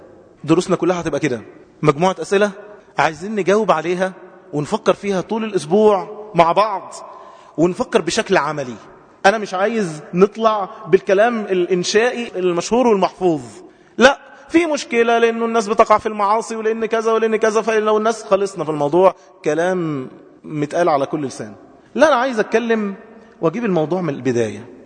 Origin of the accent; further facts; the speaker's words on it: Egypt; عندنا في مصر أكتر من 5 مليون عانس